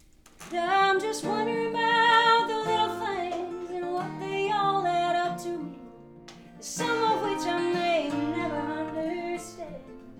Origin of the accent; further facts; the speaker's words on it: Lubbock, Texas, United States; Well, so I grew up in Texas, and a little town called Lubbock, Texas. Nobody ever knows Lubbock.